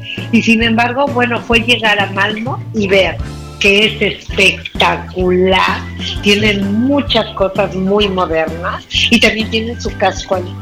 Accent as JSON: {"language": "Spanish", "country": "Mexico", "said": "le digo, bueno, yo soy mexicana"}